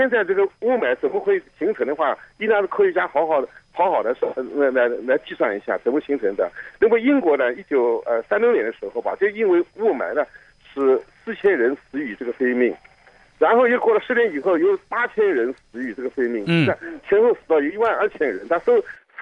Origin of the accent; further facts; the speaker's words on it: Nanjing, Jiangsu, China; 因为我老家就是南京